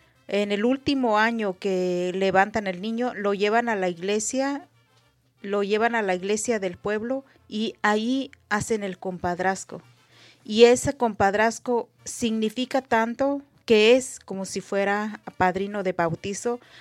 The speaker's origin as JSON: {"language": "Spanish", "town": "Ichán", "region": "Michoacán", "country": "Mexico", "said": "yo, que soy de Ichan, Michoacán, también de la comunidad Purépecha."}